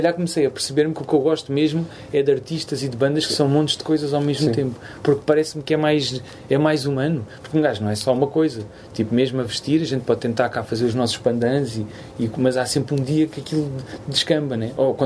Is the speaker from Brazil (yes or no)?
no; Angola; now in Portugal; Eu venho de Angola, tipo, tu não bate.